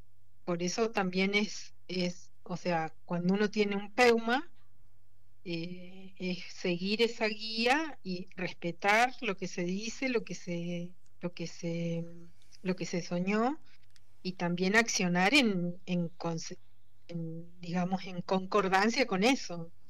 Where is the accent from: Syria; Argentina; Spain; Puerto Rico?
Argentina; Esquel, Chubut; con todo esto de la lucha en relación a la minería en Esquel, en la comunidad de Nahuelpan, que es de donde yo soy